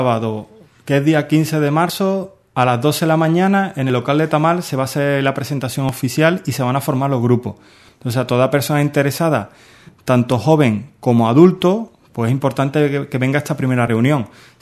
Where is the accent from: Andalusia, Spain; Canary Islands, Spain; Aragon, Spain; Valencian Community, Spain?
Andalusia, Spain; Seville; Como soy de allí, soy de Sevilla, ¿no?